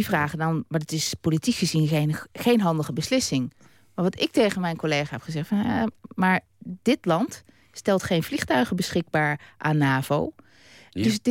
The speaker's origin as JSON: {"language": "Dutch", "country": "Netherlands", "said": "Nou, ik ben Nederlander."}